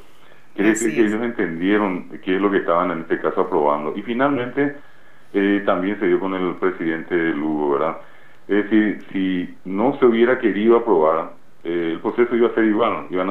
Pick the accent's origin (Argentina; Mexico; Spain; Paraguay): Paraguay; mucha gente que está allí, paraguayos que fueron a los Estados Unidos, como paraguayos que estamos acá.